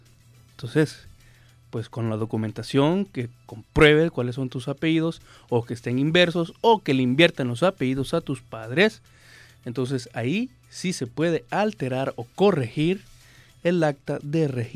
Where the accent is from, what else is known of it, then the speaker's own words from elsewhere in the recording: Honduras; nos acredita como, primero, como hondureños, dos, como ciudadanos de un país